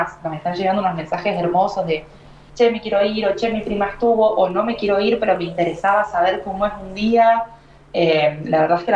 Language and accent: Spanish; Argentina; moved away; Cuando me fui de Argentina en 2017 o 2018, no me acuerdo bien, el primer lugar al que me fui a voluntariar fue a India